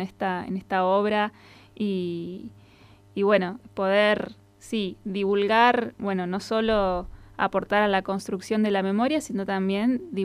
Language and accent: Spanish; La Pampa, Argentina; ahora feliz de poder hacerla en mi tierra natal, en La Pampa